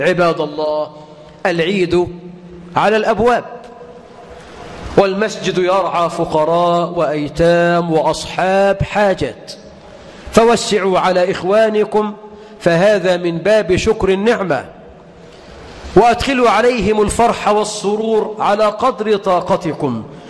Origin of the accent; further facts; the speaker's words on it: Egypt; اجعل بلدنا مصر أمنا أمانا، رخاء سخاء